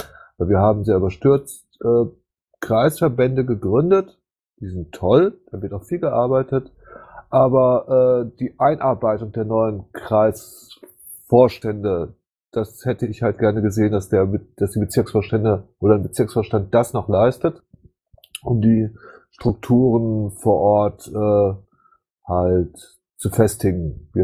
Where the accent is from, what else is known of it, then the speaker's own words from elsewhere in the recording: Karlsruhe, Baden-Württemberg, Germany; Muss ich neidvoll zugestehen als Karlsruher.